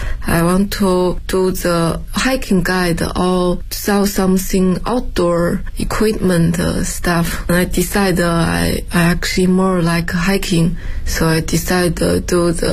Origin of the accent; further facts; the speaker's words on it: Inner Mongolia, China; English is a second language; now in Beijing, China; I come from Inner Mongolia. I live in Beijing more than 10 years.